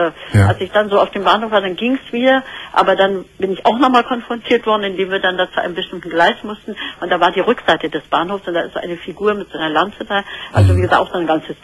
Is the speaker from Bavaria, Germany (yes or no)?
no; Berlin, Germany; Ich bin Berlinerin.